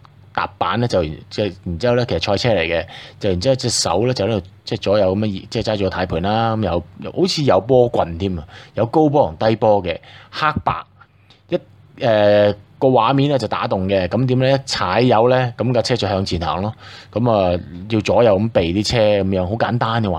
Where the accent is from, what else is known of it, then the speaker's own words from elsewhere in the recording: Hong Kong; 我覺得作為香港人唯有自強